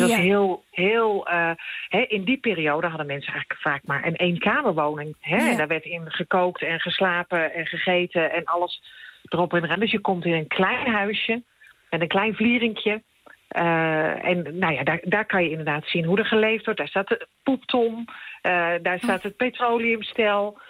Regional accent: Utrecht, Netherlands; Nee, ik kom wel uit Utrecht

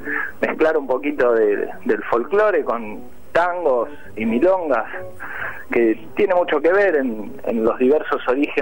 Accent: Saavedra, Buenos Aires Province, Argentina; De Saavedra.

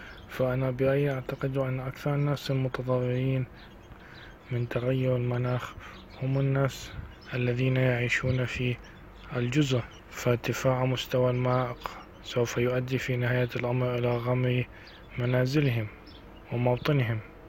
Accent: Lebanon; هنا في بلدي لبنان مشكلة النفايات كبيرة جدا

